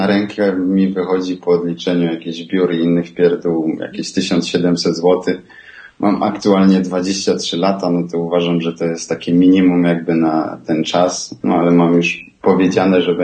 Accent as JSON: {"language": "Polish", "region": "Silesian Voivodeship", "country": "Poland", "said": "bo ja pochodzę ze Śląska, z mojego miasta i tutaj właśnie jest dosyć dużo górników"}